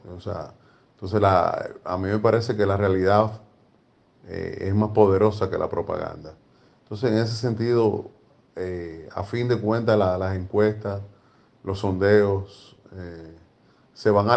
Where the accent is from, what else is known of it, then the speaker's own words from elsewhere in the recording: Dominican Republic; al menos en mi país, en República Dominicana